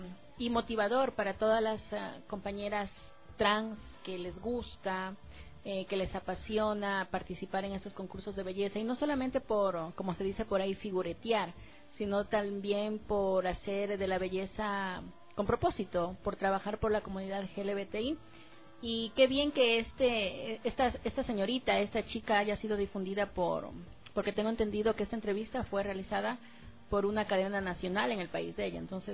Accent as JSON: {"language": "Spanish", "region": "Loja", "country": "Ecuador", "also_born_or_lived": "Cuenca", "lives_now": "Quito, Ecuador", "said": "yo soy, como algunos conocen, soy oriunda de Loja. Ya llevo algunos años viviendo acá. En algún tiempo estuve en Cuenca también. Pero créeme que la marcha que se da aquí en Quito"}